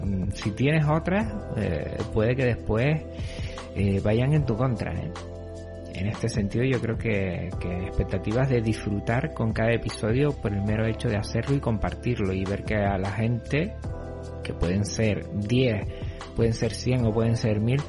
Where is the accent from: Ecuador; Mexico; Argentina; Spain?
Spain; Canary Islands; Yo soy canario de las Islas Canarias y resido en medio del Atlántico.